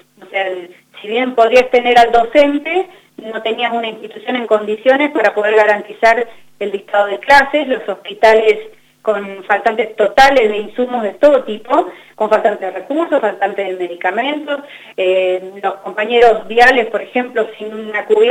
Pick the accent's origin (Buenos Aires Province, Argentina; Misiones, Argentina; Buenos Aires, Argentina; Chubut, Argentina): Chubut, Argentina; El Maitén; now in Esquel, Argentina; Yo vivo en Esquel hace 16 años, pero soy de la Patagonia, soy de acá, en una comunidad muy chiquita que se llama el Maitén. Soy oriunda del Maitén, que tiene 4.500 habitantes, y vivo en Esquel hace 16 años